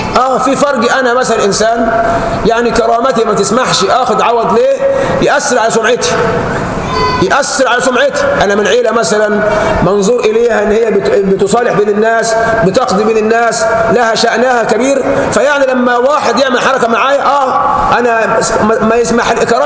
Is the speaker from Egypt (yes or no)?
yes; Egypt; نحن كشعب مصري بيتذهب حقوقنا بين امور